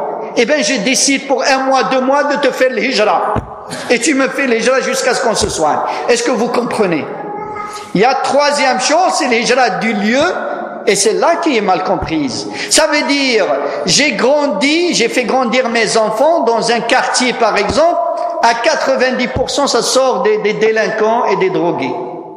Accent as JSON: {"language": "French", "country": "Morocco", "tie": "born or raised there", "lives_now": "France", "said": "Tu ne peux pas dire mon pays natal, le Maroc"}